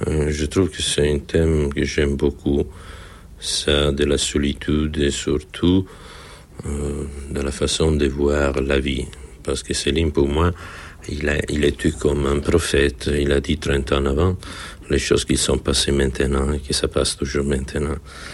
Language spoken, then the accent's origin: French; Italy; French is a second language; les choses que les Américains ont fait chez nous en Italie sont beaucoup plus courageuses que les choses que nous avons faites